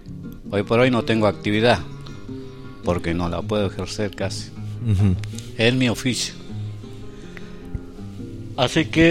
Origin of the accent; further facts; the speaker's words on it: Chubut, Argentina; now in El Bolsón, Argentina; yo soy... oriundo de acá, 60 kilómetros de Maitén.